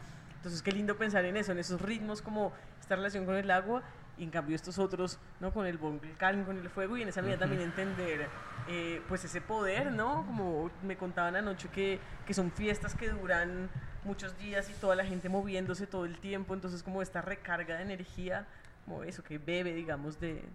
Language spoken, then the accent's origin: Spanish; Ecuador; now in Colombia; yo cuando crecí en Ecuador, eso, de camino al colegio, veía el Cotopaxi.